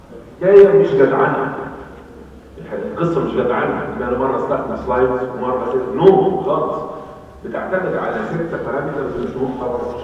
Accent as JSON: {"language": "Arabic", "country": "Egypt", "said": "البساتين عندنا في مصر هي الحته اللي بيدفنوا بيها الناس"}